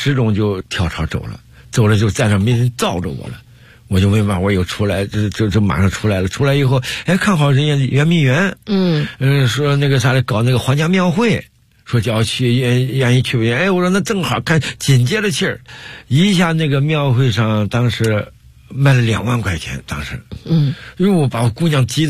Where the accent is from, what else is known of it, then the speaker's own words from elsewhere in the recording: Henan, China; now in Beijing, China; 我来北京怎么打的天下？就是我是河南人